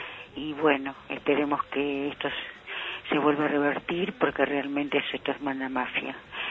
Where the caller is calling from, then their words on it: Buenos Aires, Argentina; de Almagro.